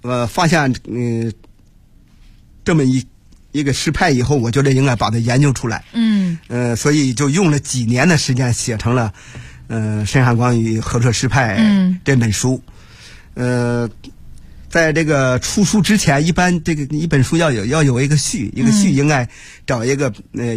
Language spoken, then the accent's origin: Chinese; Handan, Hebei, China; 在河北，在邯郸，在我的老家永年县都没有人知道这些人了